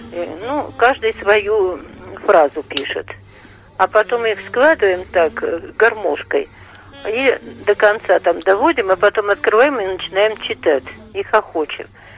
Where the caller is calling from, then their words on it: Ulyanovsk, Ulyanovsk Oblast, Russia; Я из Ульяновска звоню.